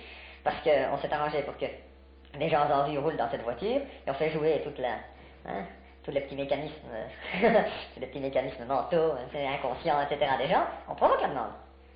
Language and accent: French; France; Moi, je m'énerve bien souvent déjà de voir combien les gens sont prêts à m'écouter parce que je suis français.